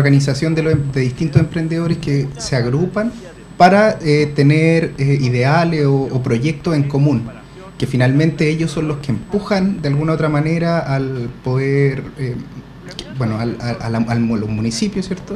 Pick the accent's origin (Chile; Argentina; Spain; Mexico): Chile; Puente Alto, Santiago Metropolitan Region; Yo soy puentealtino y he estudiado varias cosas, en verdad.